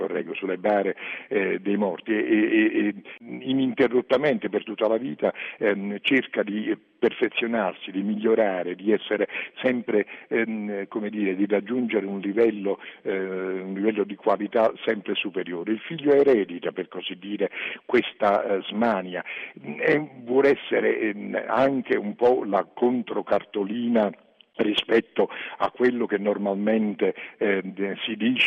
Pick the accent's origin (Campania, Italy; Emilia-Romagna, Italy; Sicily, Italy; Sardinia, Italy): Campania, Italy; Naples; born there; io ho vissuto, sono nato a Napoli